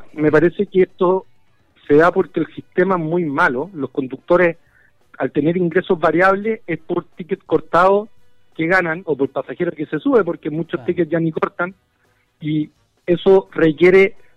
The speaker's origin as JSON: {"language": "Spanish", "country": "Chile", "said": "la naturaleza que tenemos como chilenos y chilenas es nuestro deber protegerla"}